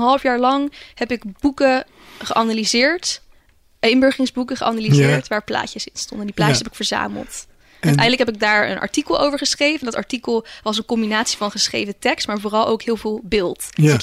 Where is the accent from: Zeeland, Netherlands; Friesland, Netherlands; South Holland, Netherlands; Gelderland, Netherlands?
Zeeland, Netherlands; Ik kom oorspronkelijk uit Zeeland